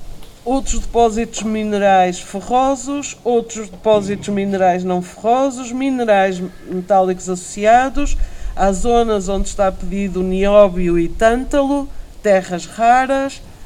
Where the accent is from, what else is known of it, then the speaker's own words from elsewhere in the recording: Centro, Portugal; na zona Beira Serra, de onde eu venho, temos 34 concelhos ameaçados por pedidos de prospeção.